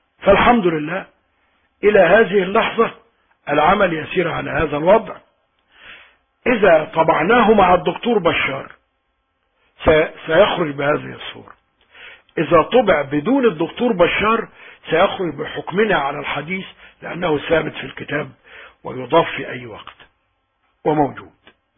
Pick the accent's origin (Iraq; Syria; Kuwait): Iraq; moved away as an adult; نحن خرجنا من العراق بسبب الحرب،